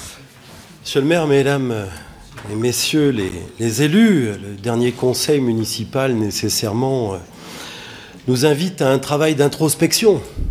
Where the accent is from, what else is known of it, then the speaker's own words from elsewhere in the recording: Saint-Étienne, Auvergne-Rhône-Alpes, France; en tant que Stéphanois de toujours à Saint-Étienne